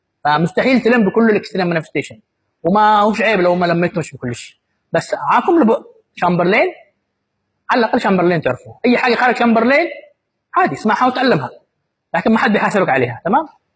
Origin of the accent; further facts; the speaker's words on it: Yemen; بالذات عندنا في اليمن